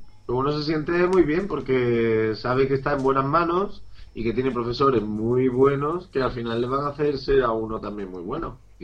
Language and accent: Spanish; Huelva, Andalusia, Spain; now in Madrid, Spain; Yo ahora vivo en Madrid, pero soy de Huelva. ¿Sabéis dónde está Huelva? Está en Andalucía.